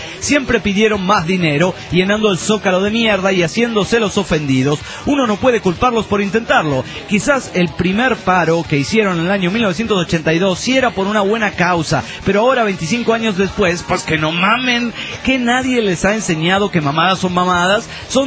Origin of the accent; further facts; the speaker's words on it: Oaxaca, Mexico; now in Mexico City, Mexico; yo soy originario de Oaxaca y me encuentro en la Ciudad Universitaria estudiando para ser docapitalista.